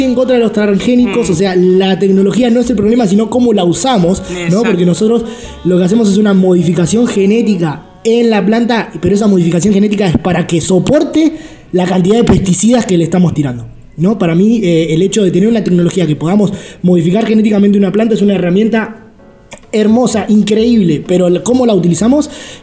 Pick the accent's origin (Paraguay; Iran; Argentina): Argentina; porque es algo que nosotros como argentinos consumimos un montón.